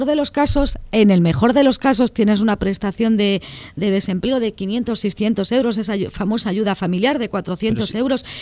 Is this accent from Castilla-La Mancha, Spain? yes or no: no; Valladolid, Castile and León, Spain; en Valladolid, mi tierra natal